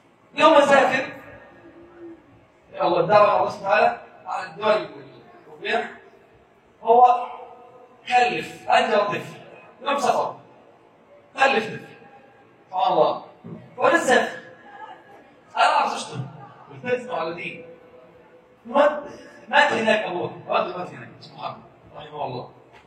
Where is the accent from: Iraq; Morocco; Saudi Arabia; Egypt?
Egypt; ان اصبح عندنا في مصر بس طلع 60,000 مولد